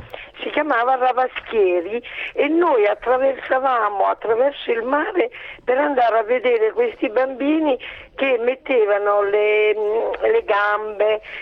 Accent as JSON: {"language": "Italian", "town": "Naples", "region": "Campania", "country": "Italy", "tie": "born or raised there", "said": "Io abitavo e sono nata a Bagnoli, è una periferia di Napoli"}